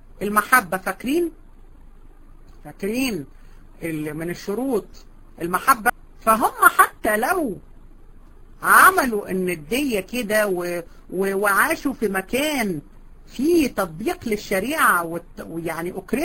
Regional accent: Egypt; حتى عندنا في مصر بيقولوا سنه

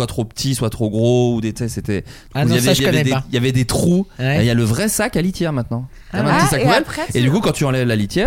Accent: Bourgogne-Franche-Comté, France; now in Paris, France; Donc moi, voilà, j'ai grandi en Bourgogne.

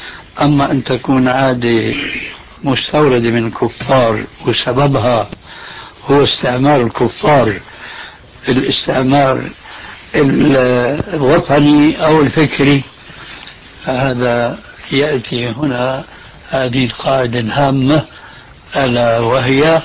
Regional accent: Damascus, Damascus Governorate, Syria; حلق اللحية قد وجد عندنا في دمشق

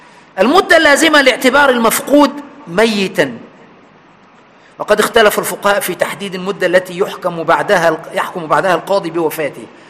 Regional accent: Aswan Governorate, Egypt; عندنا في أسوان

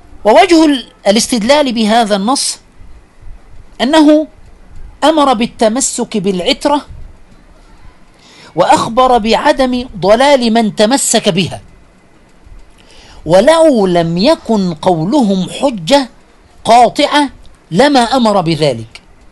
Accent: Aswan, Aswan Governorate, Egypt; من عندنا أنا من أسوان

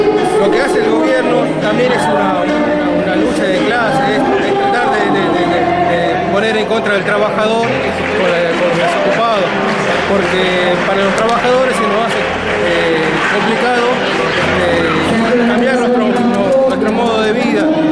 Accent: Tucumán, Argentina; Por ejemplo, yo vengo de Tucumán y estuvimos planteando eso

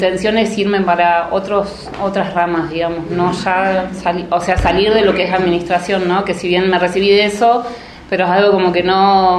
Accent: Bariloche, Río Negro, Argentina; No soy de Buenos Aires, soy nacida y criada en Bariloche. Soy una NIC. Vivo en la parte del Alto, en el barrio Levalle. Me crié toda la vida ahí.

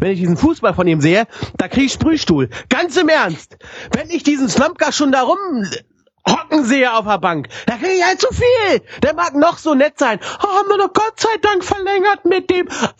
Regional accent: Hanover, Lower Saxony, Germany; born there; ich als geborener Hannoveraner muss sagen

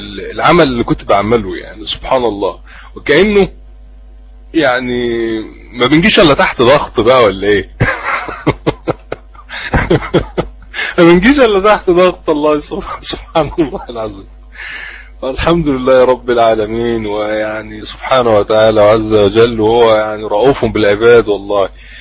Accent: Mansoura, Dakahlia, Egypt; عندنا في المنصورة

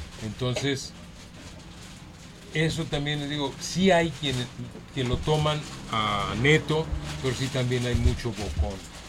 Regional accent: Guadalajara, Jalisco, Mexico; born there; yo nací en Guadalajara.

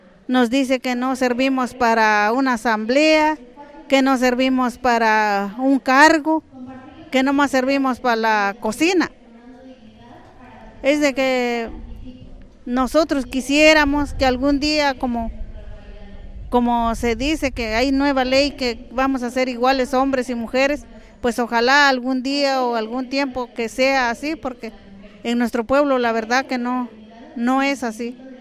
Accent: San Pablo Cuatro Venados, Oaxaca, Mexico; nosotros venimos de la comunidad del Rebollero, Los Arquitos, San Pablo Cuatro Venados

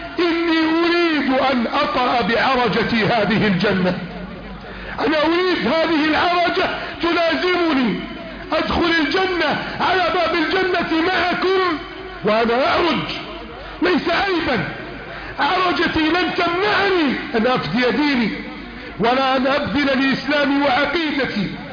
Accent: Egypt; اللهم اجعل بلدنا مصر امنا امانا

